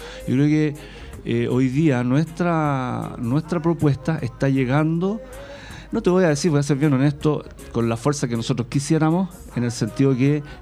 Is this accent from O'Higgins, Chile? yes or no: no; Puente Alto, Santiago Metropolitan Region, Chile; Yo nací en Puente Alto, en la comuna, ya hace 40 y algo años, 40 y largos años acá en la comuna.